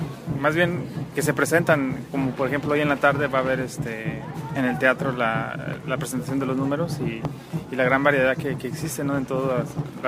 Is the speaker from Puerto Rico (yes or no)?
no; Durango, Mexico; vengo de Santana, pero soy de Durango.